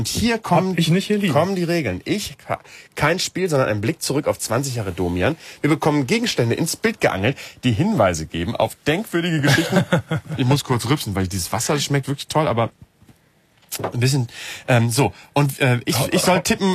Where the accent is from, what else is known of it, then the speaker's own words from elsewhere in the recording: Bremen, Germany; in Bremen, wo ich herkomme.